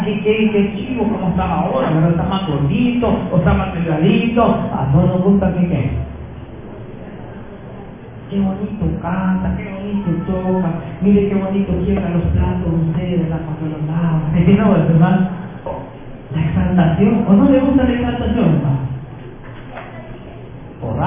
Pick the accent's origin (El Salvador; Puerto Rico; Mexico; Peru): El Salvador; Como buenos salvadoreños, como malos salvadoreños.